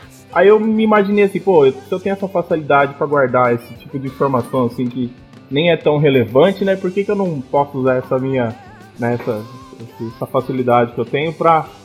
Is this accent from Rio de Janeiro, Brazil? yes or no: no; Bauru, São Paulo, Brazil; Sou natural de Bauru, interior de São Paulo, né?